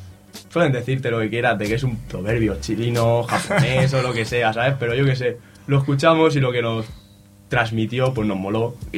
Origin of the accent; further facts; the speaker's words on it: Alicante, Valencian Community, Spain; Yo soy del mítico Altozano, de Alicante.